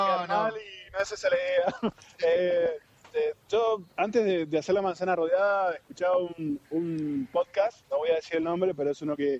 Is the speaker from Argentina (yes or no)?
yes; Argentina; identificarnos como argentinos primero